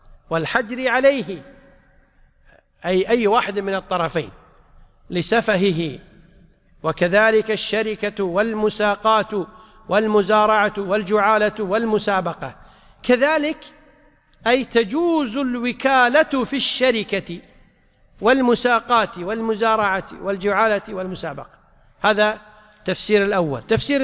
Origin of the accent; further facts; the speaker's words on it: Kuwait; طبعا عندنا في الكويت المحاكم لا تعتبر إلا باللفظ